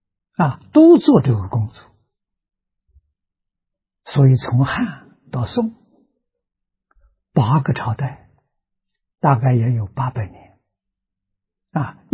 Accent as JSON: {"language": "Chinese", "country": "China", "said": "我们中国人编译大藏经，编译佛教丛书，宋朝时候开始的啊"}